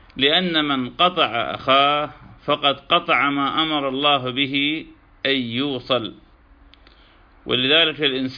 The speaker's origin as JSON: {"language": "Arabic", "country": "Iraq", "moved": "yes", "said": "كما نحن قد هجرنا بلادنا العراق مكرهين"}